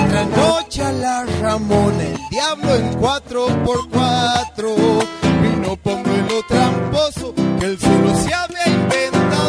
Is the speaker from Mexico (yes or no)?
no; Argentina; Como buenos argentinos vamos a despertar cuando nos peguen el cachetazo.